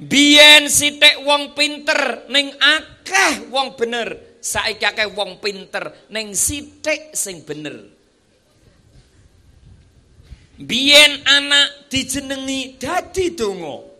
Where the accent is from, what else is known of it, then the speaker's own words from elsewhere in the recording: Temanggung, Central Java, Indonesia; Niki kula niki tiyang Temanggung, Bu. Bojo kula niku daleme Temanggung. Wonten Pare Mendirat.